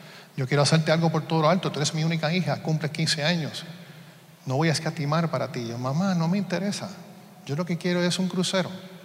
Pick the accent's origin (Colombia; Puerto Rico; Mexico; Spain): Puerto Rico; Yo soy de Puerto Rico y en Puerto Rico también lo celebramos.